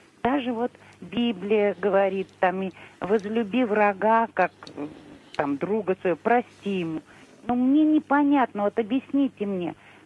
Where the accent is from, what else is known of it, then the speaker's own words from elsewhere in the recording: Moscow, Russia; Мы старые москвичи, очень древние москвичи